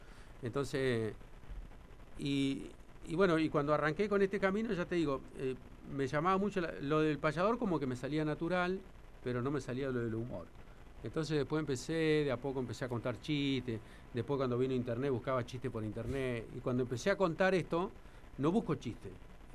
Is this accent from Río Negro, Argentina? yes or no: no; Victorica, La Pampa, Argentina; born there; yo soy nacido en Vitorica